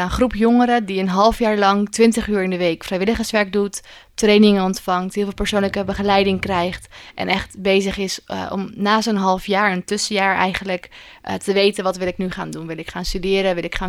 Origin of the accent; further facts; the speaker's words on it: Ede, Gelderland, Netherlands; Ik kom oorspronkelijk uit Ede, uit het oosten van het land.